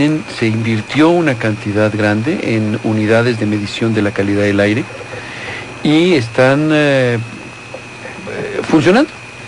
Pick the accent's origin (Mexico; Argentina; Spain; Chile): Mexico; evaluar hasta dónde queremos llegar como mexicanos